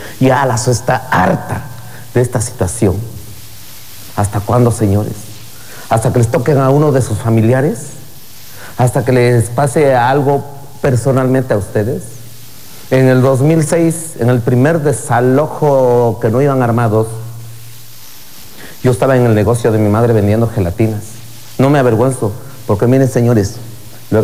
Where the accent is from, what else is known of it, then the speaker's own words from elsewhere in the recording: Oaxaca, Mexico; ¿De qué zona eres? De la Mixteca, lo cual no miento.